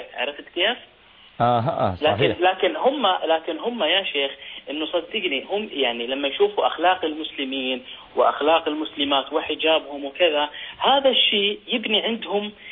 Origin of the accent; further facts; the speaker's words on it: Sweden; أنا من السويد.